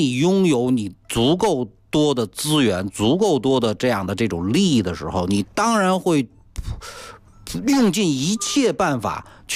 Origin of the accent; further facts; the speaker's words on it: China; 作为中国人，我们首先要知道一个最基本的一个事实